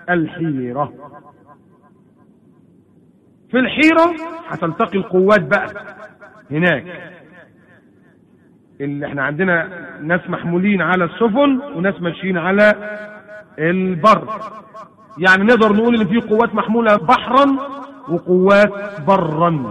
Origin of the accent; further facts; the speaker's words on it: Egypt; عكس نهر النيل اللي المنابع بتاعته من الجنوب عندنا في مصر